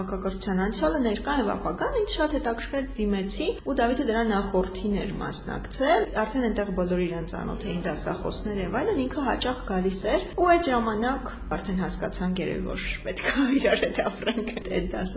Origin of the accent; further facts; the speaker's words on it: Vanadzor, Lori, Armenia; ես Վանաձորից եմ, Վանաձորում եմ ծնվել մեծացել, բայց արդեն դե սովորել եմ Երևանում, աշխատում եմ Երևանում